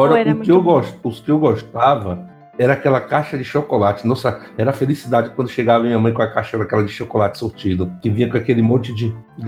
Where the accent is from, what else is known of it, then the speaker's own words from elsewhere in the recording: Bahia, Brazil; esse não tinha na Bahia, não. Pelo menos lá na minha região não chegou desses, não.